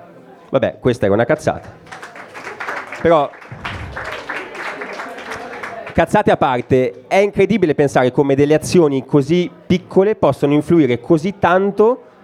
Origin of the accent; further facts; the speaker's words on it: Milan, Lombardy, Italy; sono di Milano, nato a Milano, e questa sera parlo dell'effetto farfalla.